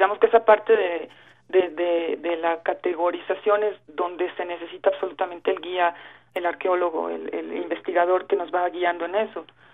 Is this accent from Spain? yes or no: no; Mexico City, Mexico; porque yo soy de la Ciudad de México, nos mandan para allá.